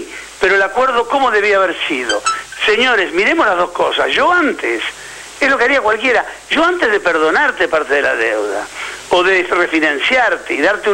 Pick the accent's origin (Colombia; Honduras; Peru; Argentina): Argentina; Yo soy argentino, quiero que a la Argentina, sí, le vaya bien.